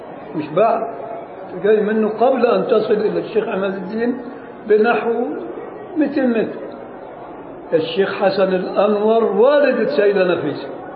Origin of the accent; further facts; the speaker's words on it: Luxor, Luxor Governorate, Egypt; also born or lived in Cairo; انا من الاقصر، لكن أقمت في القاهرة 5 سنين على الأقل.